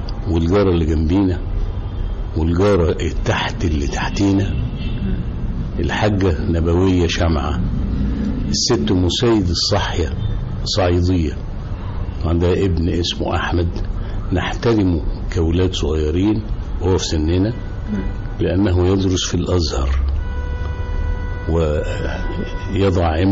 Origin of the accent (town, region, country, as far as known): Cairo, Cairo Governorate, Egypt; born or raised there